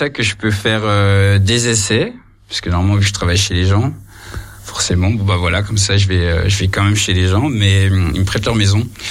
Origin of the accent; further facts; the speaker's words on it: Grand Est, France; Moi, j'ai grandi dans les Vosges, donc c'est aussi pour ça.